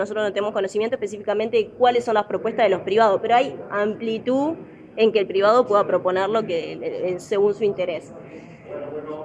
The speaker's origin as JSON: {"language": "Spanish", "country": "Uruguay", "said": "que nosotros también como uruguayo y uruguayo tenemos que entender"}